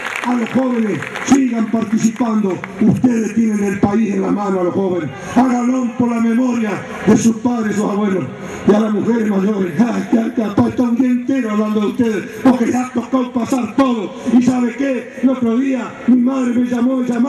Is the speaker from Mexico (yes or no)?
no; Argentina; y como argentinos, el país de la patria tenemos que defender